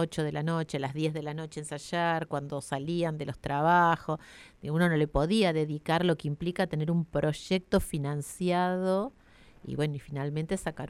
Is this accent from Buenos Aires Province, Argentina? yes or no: no; Quemú Quemú, La Pampa, Argentina; Yo soy de Quemú, pueblo de la Sol Riscosa